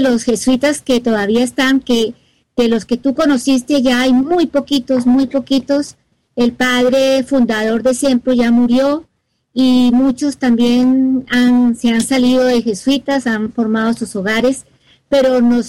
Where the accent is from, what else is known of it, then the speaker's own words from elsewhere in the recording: Colombia; Esa música que pusiste de Colombia, así somos los colombianos.